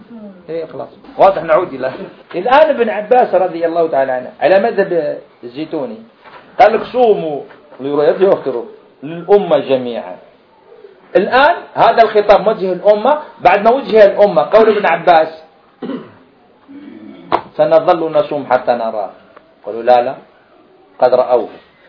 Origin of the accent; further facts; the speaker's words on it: Algeria; هذا حصل عندنا في الجزائر هنا